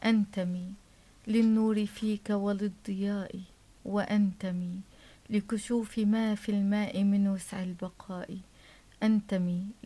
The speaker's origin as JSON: {"language": "Arabic", "town": "Homs", "region": "Homs Governorate", "country": "Syria", "tie": "born or raised there", "also_born_or_lived": "Damascus", "lives_now": "Tartus, Syria", "said": "أنني ولدت في دمشق، طفولتي ومراهقتي في حمص، وتخرجت والآن في طرطوس. فعشنا فيما في مع جميع أبناء سوريا."}